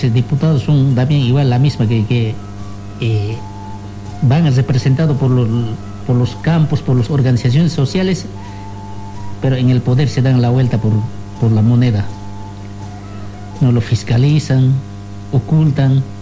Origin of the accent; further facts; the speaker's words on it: Bolivia; nosotros también somos parte de Bolivia. En todo momento nosotros podemos hablar de nuestro país.